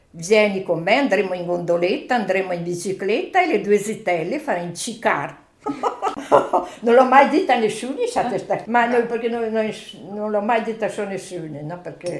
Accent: Besenello, Trentino-Alto Adige, Italy; Sì, sono da Besenelle

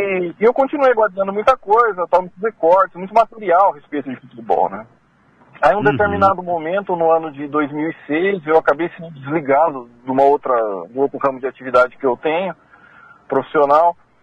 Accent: Mogi das Cruzes, São Paulo, Brazil; eu tenho 42 anos de idade, eu sou nascido e criado aqui em Mogi das Cruzes.

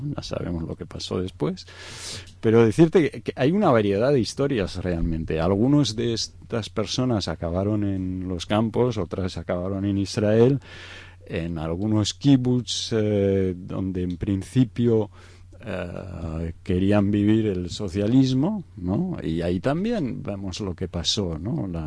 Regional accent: Egypt; mis padres son de Egipto, yo soy originario de Egipto, mi madre de italiana, pero de origen sefardí

